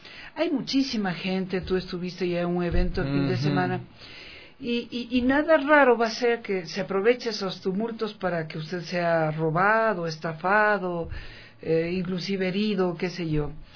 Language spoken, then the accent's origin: Spanish; Quito, Pichincha, Ecuador; como somos los quiteños